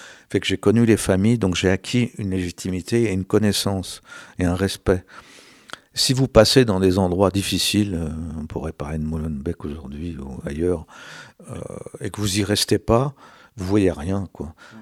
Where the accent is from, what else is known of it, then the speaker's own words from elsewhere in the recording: France; Je me suis intéressé au nucléaire, surtout en tant que Français.